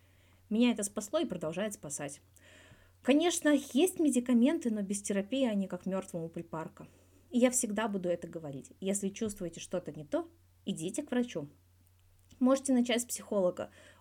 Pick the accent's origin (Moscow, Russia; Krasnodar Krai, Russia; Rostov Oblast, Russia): Moscow, Russia; Расскажи про свое детство. Я вырос в Москве.